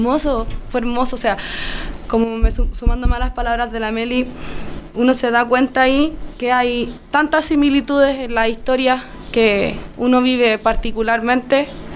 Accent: Linares, Maule, Chile; also born or lived in Santiago; yo viví en Santiago un tiempo, 2 años. Pero yo soy de acá. Yo nací aquí. Yo nací en Linares.

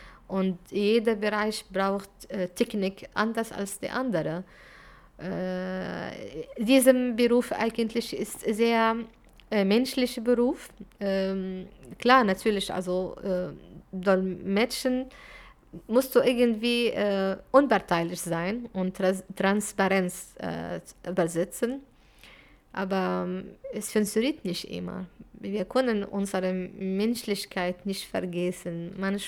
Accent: Syria; German is a second language; Ich komme aus Syrien und ich kann mit jemandem, der aus Frankreich beispielsweise kommunizieren, obwohl wir sind aus verschiedenen Ländern und Kultur und Sprachen

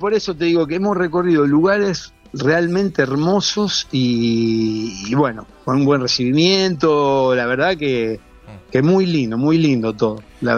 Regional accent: Cañada de Gómez, Santa Fe, Argentina; Y yo soy de Cañada de Gómez, que estamos pegaditos a Armstrong.

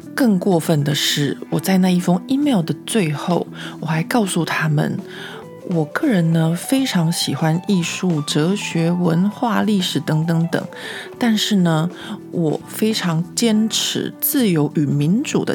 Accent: Taiwan; 他们只是因为我是一个台湾人

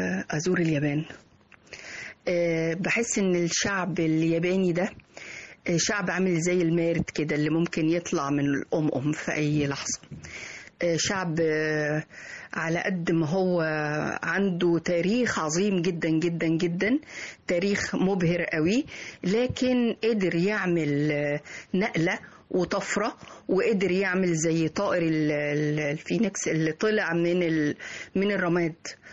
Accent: Egypt; مفيش حاجة في العالم كله ممكن تبقى مبهرة لسائح الا وموجودة عندنا في مصر

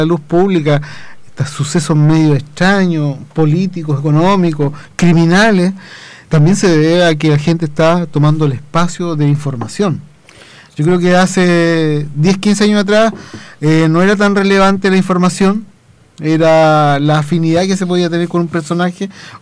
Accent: Chile; Recordemos que nosotros como sociedad chilena vivimos un tiempo en circunstancias también similares

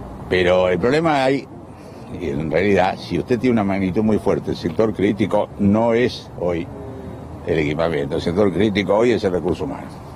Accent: Argentina; mi miedo desde el principio era el fantasma de que nosotros como argentinos estuviéramos un poco lejos en la cola del acceso a la vacuna

